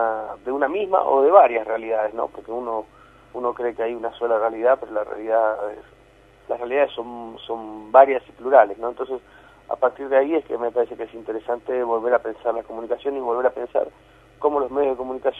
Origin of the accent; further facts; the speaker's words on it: Argentina; La verdad es que somos argentinos como todo el mundo